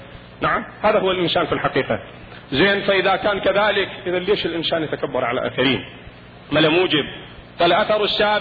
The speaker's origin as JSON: {"language": "Arabic", "country": "Iraq", "said": "هذا موجود عندنا بالعراق في بعض المناطق التي تزرع الرز."}